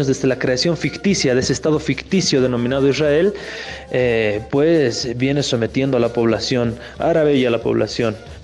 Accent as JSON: {"language": "Spanish", "country": "Bolivia", "said": "Esa fue la segunda polémica que nos cohesionó también como bolivianos."}